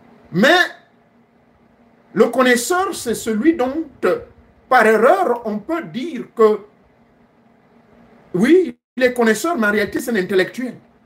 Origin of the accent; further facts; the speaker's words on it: Gabon; Moussaro, on l'appelle chez nous au Gabon.